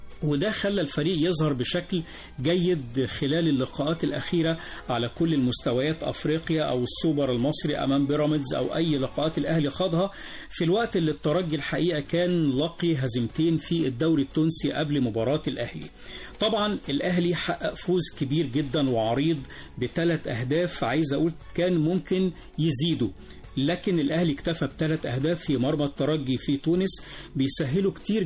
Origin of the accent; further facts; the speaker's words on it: Egypt; بقى بيحب الملعب ده اكتر من بعض الملاعب عندنا في مصر